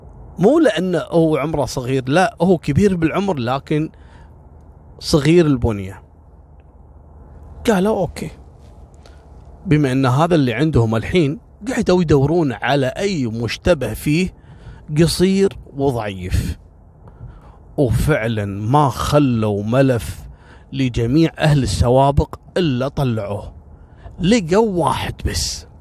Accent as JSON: {"language": "Arabic", "country": "Kuwait", "said": "عندنا في الكويت"}